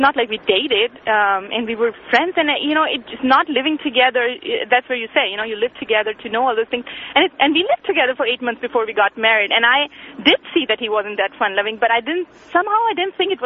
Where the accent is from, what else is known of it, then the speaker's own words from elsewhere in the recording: India; Anyway, I'm from India, and I've called many times before.